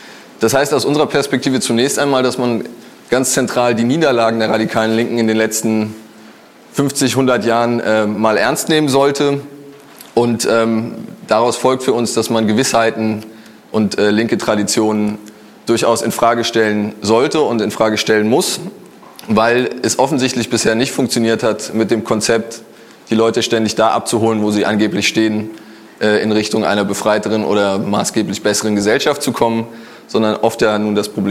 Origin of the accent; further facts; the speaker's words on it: Frankfurt, Hesse, Germany; Ich komme aus Frankfurt.